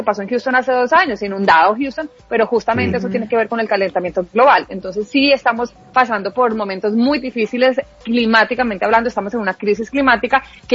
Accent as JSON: {"language": "Spanish", "region": "Huila", "country": "Colombia", "lives_now": "Bogotá, Colombia", "said": "vengo de Huila."}